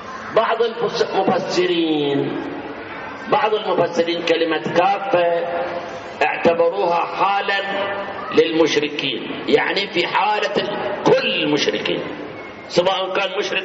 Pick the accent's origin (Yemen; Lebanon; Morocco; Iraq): Iraq; والله أنا عراقي